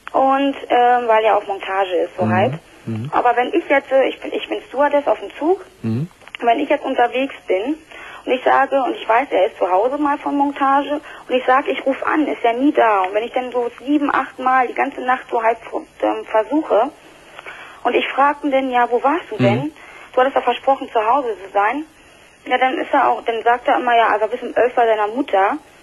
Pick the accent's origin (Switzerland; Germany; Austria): Germany; Berlin; now in Dortmund, Germany; Ich komme aus Berlin und ich bin vor einem Jahr mit ihm hier runtergezogen nach Dortmund.